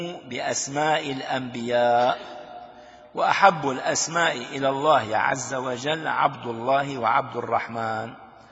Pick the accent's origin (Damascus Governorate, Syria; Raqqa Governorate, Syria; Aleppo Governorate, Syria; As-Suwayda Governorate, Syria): Damascus Governorate, Syria; Damascus; عندنا في دمشق الشام